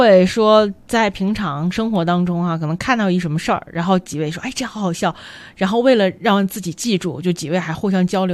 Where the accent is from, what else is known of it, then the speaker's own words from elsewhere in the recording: South China, China; 对于喜剧而言，我是在南方长大的